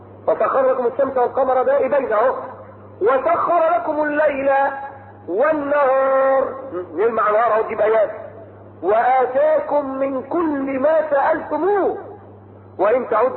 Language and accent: Arabic; Egypt; في ناس مخابيل كانوا جايين هنا في القمر عند الاهرام في الجيزه عندنا في مصر